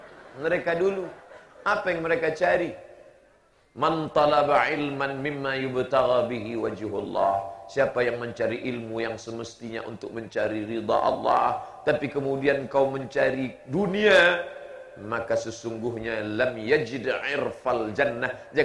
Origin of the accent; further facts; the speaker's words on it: Siak Sri Indrapura, Riau, Indonesia; Saya berasal terbang jauh dari Riau, Kerajaan Siak, Sri Indrapura.